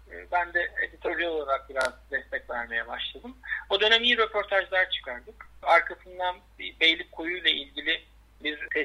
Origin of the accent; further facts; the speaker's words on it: Istanbul, Turkey; Ben 1980 İstanbul Çengelköy doğumluyum. Boğaz çocuğuyum aslında.